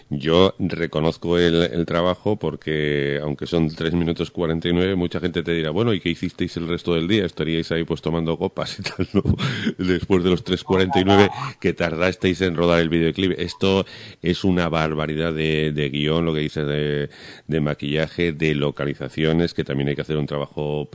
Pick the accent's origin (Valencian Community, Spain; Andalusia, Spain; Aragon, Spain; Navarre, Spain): Aragon, Spain; como yo soy aragonés cabezota